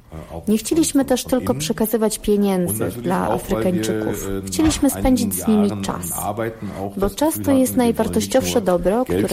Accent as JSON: {"language": "Polish", "region": "North Rhine-Westphalia", "country": "Germany", "tie": "born or raised there", "said": "Urodziłem się w Dortmundzie, wychowałem we wsi Nieopodal."}